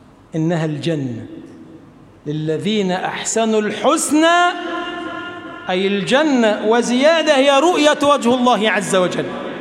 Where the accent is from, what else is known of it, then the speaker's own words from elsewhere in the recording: Egypt; اللهم اجعل بلدنا مصر بلدا آمنا مطمئنا